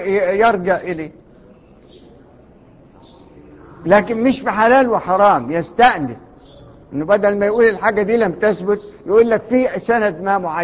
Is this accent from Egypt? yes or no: yes; Egypt; ايه اللي جاب عندنا احنا معذرة يعني كمصريين الشبهة دي؟